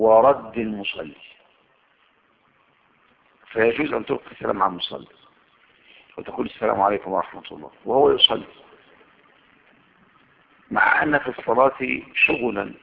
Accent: Egypt; اما انا من هنا من مصر يستحب ان اشد الرحله الى

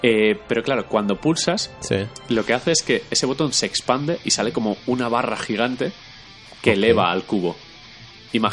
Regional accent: Spain; Nos dio un poco de vergüencita decirle, somos españoles, cuñado, tal.

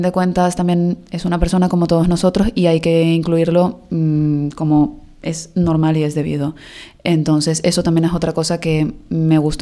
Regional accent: Venezuela; moved away; fue allá en Venezuela. Y la verdad es que allá en Venezuela, en mi país, sí que estaba bastante bien orientado

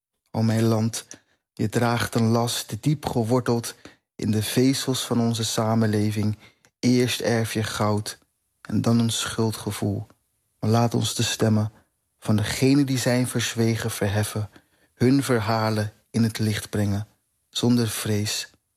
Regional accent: Curaçao; now in Netherlands; En dat draagt bij aan mijn identiteit als Curaçaoënaar hier in Nederland.

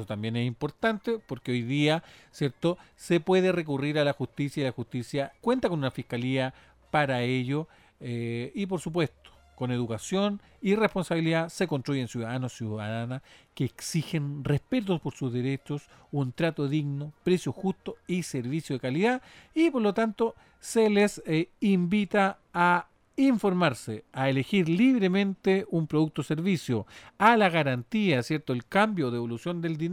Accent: Chile; ¿Cómo somos los chilenos y las chilenas como consumidores?

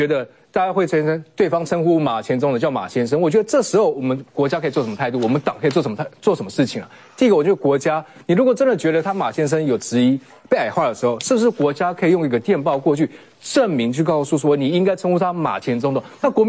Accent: Yingge, New Taipei, Taiwan; 台湾人，英哥人。

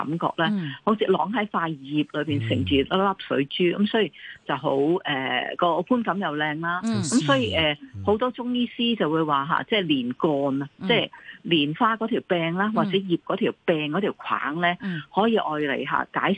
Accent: China; 咁我哋中国人啊，当然啊食莲藕啦。

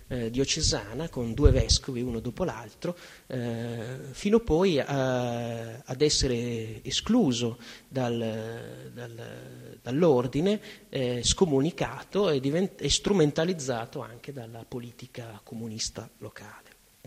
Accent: Reggio Emilia, Emilia-Romagna, Italy; Io vengo da Reggio Emilia e mi sono sorpreso dei molteplici collegamenti con la mia città

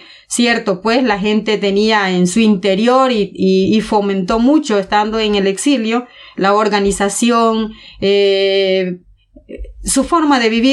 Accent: Santa Marta, Cabañas, El Salvador; vengo de la comunidad de Santa Marta en el municipio de Victoria, Cabañas, El Salvador. Pues es una comunidad de alrededor de 3.000 habitantes

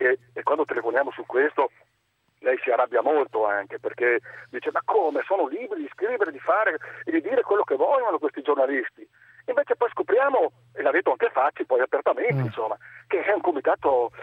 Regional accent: Verona, Veneto, Italy; io sono di Verona

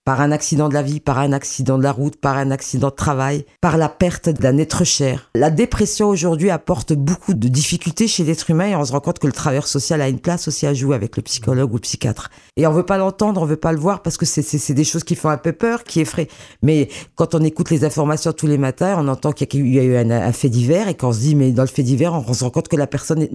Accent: Grand Est, France; born there; Moi, je sais que je suis une Lorraine de naissance

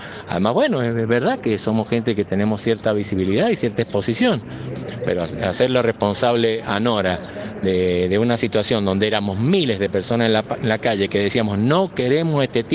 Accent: Argentina; de nuestros bienes comunes y de nuestros derechos como argentinos.

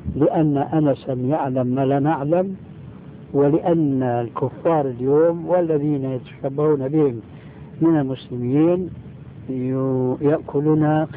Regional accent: Syria; لكن كما يقولون عندنا في الشام بده هز كتاب

